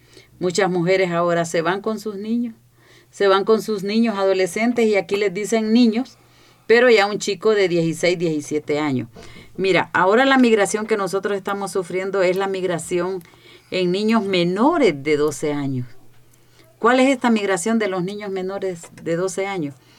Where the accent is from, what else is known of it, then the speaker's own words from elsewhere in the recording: Honduras; yo vengo de Honduras